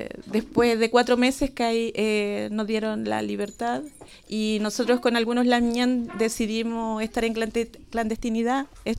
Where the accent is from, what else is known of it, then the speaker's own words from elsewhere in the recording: Santiago, Santiago Metropolitan Region, Chile; born there; now in Cholchol, Chile; Ahora estoy viviendo en Cholchol, pero yo nací en Santiago. Ahora el 2020 voy a cumplir 20 años acá. Me vine con el sueño de ser mapuche